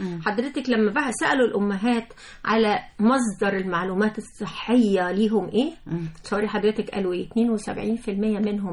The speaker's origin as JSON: {"language": "Arabic", "country": "Egypt", "said": "معدلات القيصرية الهلامية اللي عندنا في مصر"}